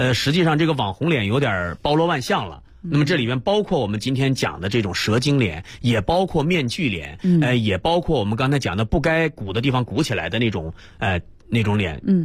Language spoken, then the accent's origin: Chinese; China; 最好是在我们中国人如果想整形，最好在中国找好的医生来整形是最好的。